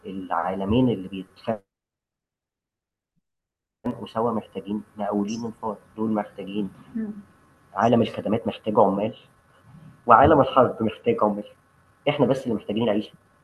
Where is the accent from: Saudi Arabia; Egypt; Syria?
Egypt; وده إحنا عرفنا نعمله كمصريين أو كبلوجرز أو كناشطين عرب